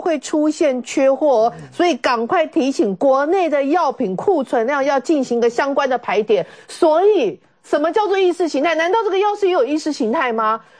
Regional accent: Taiwan; 我们台湾人有这么样的卑微吗？

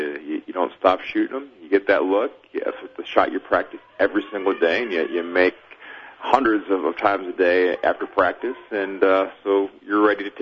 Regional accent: Michigan, United States; one of my personal favorites growing up in Michigan

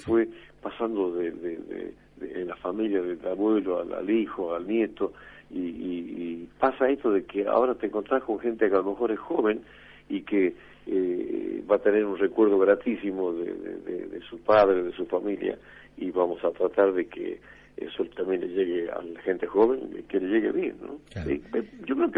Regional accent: Cafayate, Salta, Argentina; also born or lived in Metán; Yo sí, nací en Cafayate, después viví en Metán, pero sí, siempre en la provincia de Salta

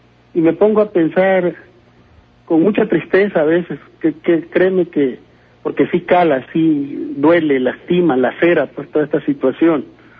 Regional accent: Tabasco, Mexico; now in Ciudad Juárez, Mexico; Yo soy de Tabasco. Sí. Allá nací, obviamente, hoy vivo aquí en Juárez

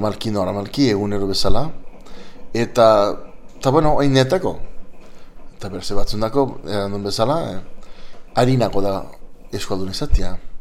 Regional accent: San Francisco, California, United States; Ni gaztez lehen eskuntza zen euskera. Men San Franciscon sortu nitzen, jaio nitzen, gurasoak bastandarrak, baita mare, eta bueno, lehen eskuntza euskeraz

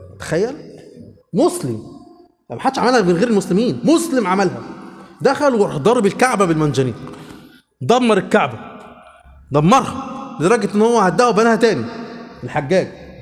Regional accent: Egypt; عندنا في مصر كده

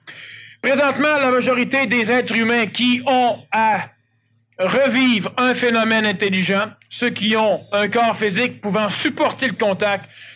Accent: Quebec, Canada; born there; je suis Québécois, je l'ai déjà dit, je le répète, je suis Québécois, je suis né au Québec

